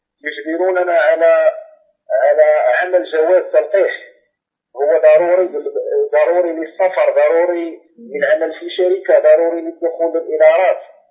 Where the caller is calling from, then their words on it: Morocco; أنا أكلمك من المغرب.